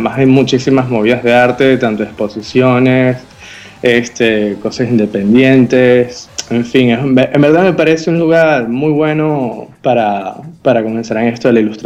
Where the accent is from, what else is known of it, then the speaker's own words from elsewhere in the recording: Galicia, Spain; En realidad soy gallego, pero mis amigos me prohibieron hablar con mi acento, así que tuve que currarme uno mejor.